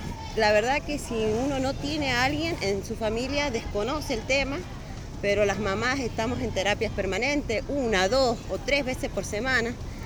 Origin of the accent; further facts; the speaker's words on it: Angaco, San Juan, Argentina; yo soy de Angaco. En Angaco nosotros hemos presentado un proyecto.